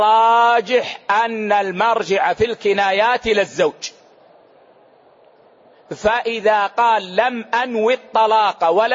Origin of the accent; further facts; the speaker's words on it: Hejaz, Saudi Arabia; يعني مثلا العيش عندنا في الحجاز هو الخبز